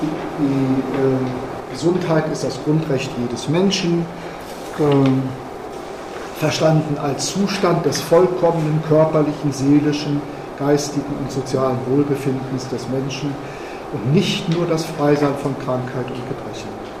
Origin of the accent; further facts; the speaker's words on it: Mönchengladbach, North Rhine-Westphalia, Germany; Ich komme aus Mönchengladbach, habe ich ja vorhin gesagt.